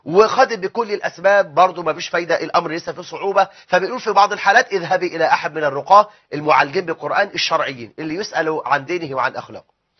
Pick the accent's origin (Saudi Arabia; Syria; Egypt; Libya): Egypt; احنا عندنا في مصر 850 الف ساحر ودجال ومشعوذ